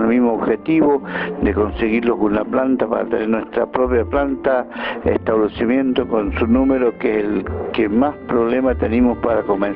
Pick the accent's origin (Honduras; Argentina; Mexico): Argentina; J.J. Gómez, Río Negro; de JJ Gómez